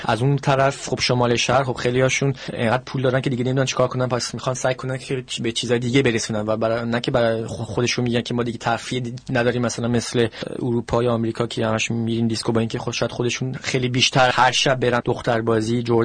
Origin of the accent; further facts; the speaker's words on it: Iran; now in France; هر چی هم ایرانی باشم، منو فرانسوی میدونن، من که از فرانسه اومدم،